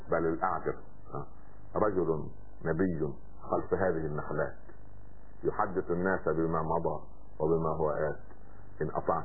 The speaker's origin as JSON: {"language": "Arabic", "country": "Egypt", "said": "عندنا في مصر مثال بسيط يقول لك ايه"}